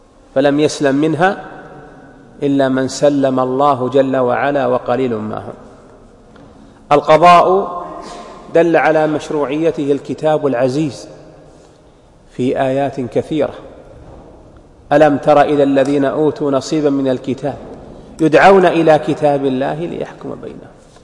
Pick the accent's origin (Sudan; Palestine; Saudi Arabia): Saudi Arabia; وميز الله هذه البلاد، بلادنا المملكة العربية السعودية